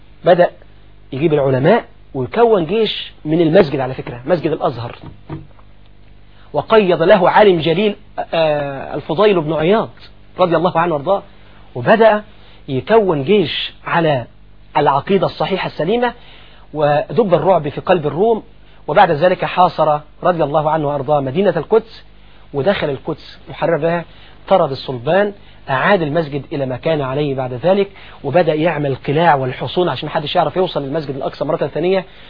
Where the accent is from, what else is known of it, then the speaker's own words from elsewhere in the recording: Egypt; محافظة الشرقية حاليا عندنا في مصر